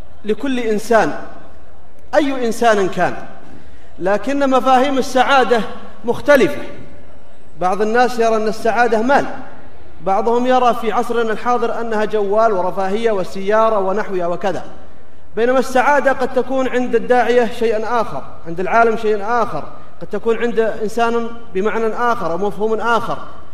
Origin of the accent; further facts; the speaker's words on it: Riyadh, Riyadh Province, Saudi Arabia; أنا والشيخ عايض من أهل الرياض